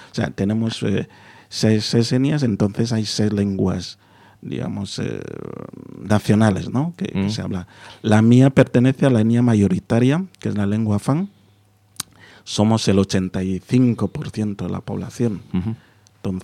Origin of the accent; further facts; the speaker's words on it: Equatorial Guinea; yo soy bilingüe, ¿no? Yo tengo indistintivamente, en casa hablamos el español y mi lengua, y así nos entendemos.